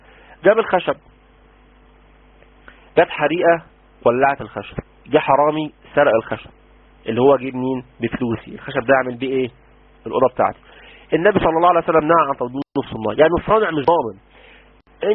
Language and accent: Arabic; Egypt; ده كلام مفاطل اللي بنقوله عندنا في مصر